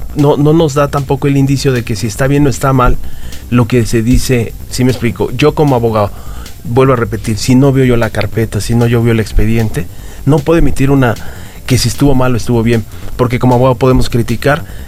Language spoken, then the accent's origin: Spanish; Mexico; como mexicanos sabemos que son